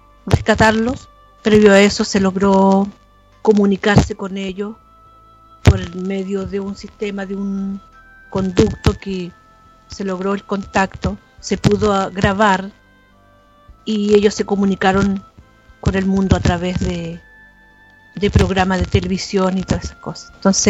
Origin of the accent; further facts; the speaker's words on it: Chile; acá en mi país, en el norte, en Copiapó, quedaron bajo tierra 33 mineros